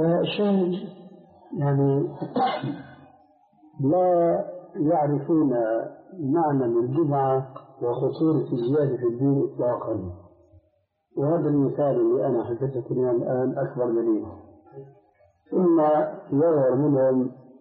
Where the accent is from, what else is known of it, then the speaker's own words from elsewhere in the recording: Syria; عندنا في الشام